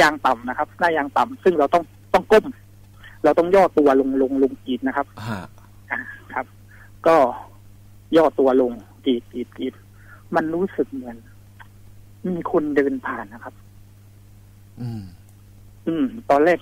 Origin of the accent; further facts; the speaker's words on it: Nakhon Si Thammarat, Thailand; born there; ไม่ใช่ครับเป็นเกิดที่นครศรีธรรมราชครับ